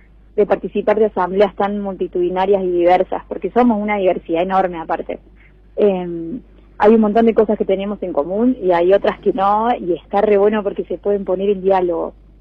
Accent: Santa Rosa, La Pampa, Argentina; Además me tocó ser guía turística porque yo soy de Santa Rosa

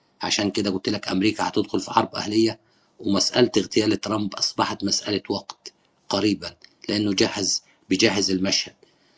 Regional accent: Egypt; بيشوفوا أنه أعظم وسام عندنا في مصر

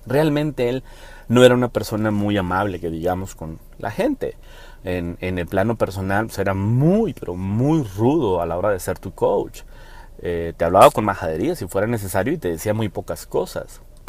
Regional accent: Mexico; yo como mexicano me motiva

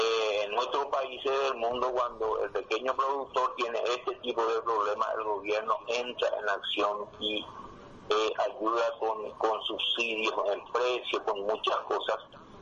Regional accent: Paraguay; nosotros como país pequeño que somos de Paraguay

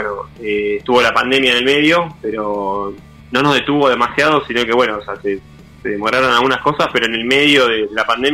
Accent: Tigre, Buenos Aires Province, Argentina; banda de Zona Norte, donde todos somos de Tigre

